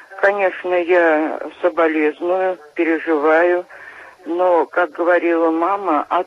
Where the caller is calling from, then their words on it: Kazan, Tatarstan, Russia; Да, я из Казани.